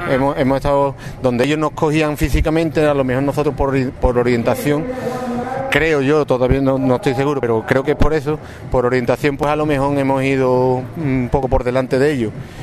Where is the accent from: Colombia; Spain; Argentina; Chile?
Spain; Ubrique, Andalusia; los que somos de Ubrique teníamos que apreciar la naturaleza y el entorno que tenemos.